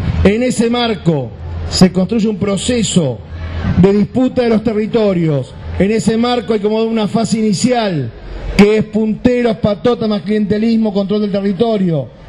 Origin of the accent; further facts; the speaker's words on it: Florencio Varela, Buenos Aires Province, Argentina; yo provengo de Florencio Varela